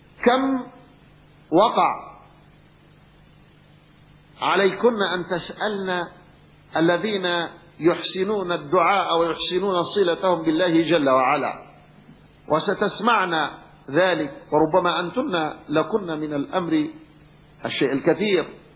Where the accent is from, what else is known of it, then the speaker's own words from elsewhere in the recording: Yemen; كان أحد مشايخ القبائل عندنا في اليمن